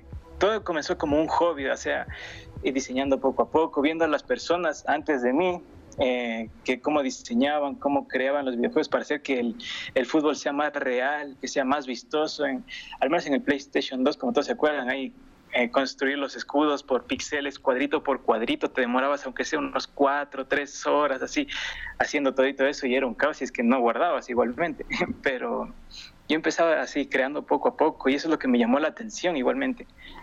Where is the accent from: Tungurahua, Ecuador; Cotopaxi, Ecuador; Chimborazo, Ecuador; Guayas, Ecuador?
Chimborazo, Ecuador; Riobamba; Soy de Ecuador, de Riobamba, no sé si conozcan, es un pueblo chiquitito, pero bueno, yo soy de esa parte.